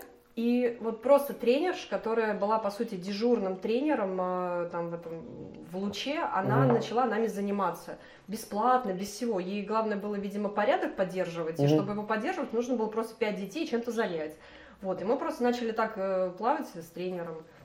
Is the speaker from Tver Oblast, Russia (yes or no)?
no; Moscow, Russia; Ну, я родилась в Москве, училась в школе с углубленным изучением немецкого языка.